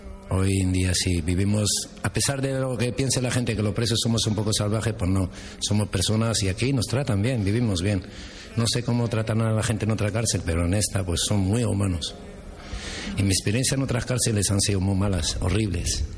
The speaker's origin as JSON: {"language": "Spanish", "town": "Tetouan", "region": "Tanger-Tetouan-Al Hoceima", "country": "Morocco", "lives_now": "Spain", "said": "Sí, me siento español. Soy de Marruecos y del norte, de Tetuán. Por una española, pero mi segundo país es este."}